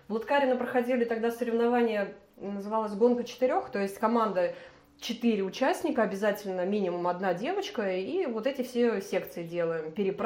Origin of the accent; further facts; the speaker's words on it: Moscow, Russia; Ну, я родилась в Москве, училась в школе с углубленным изучением немецкого языка.